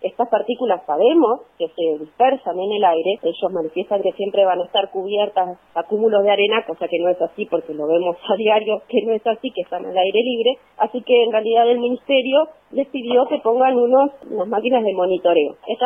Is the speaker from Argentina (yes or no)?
yes; Comodoro Rivadavia, Chubut, Argentina; now in Trelew, Argentina; soy oriunda de Comodoro Rivadavia, en mi residencia en Comodoro y ahora estoy trabajando en el Hospital Zonal de Trelew.